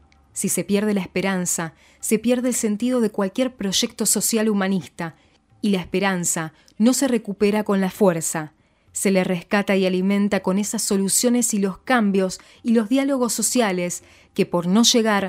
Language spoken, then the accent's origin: Spanish; Cuba; Como cubano que vive en Cuba y trabaja y crea en Cuba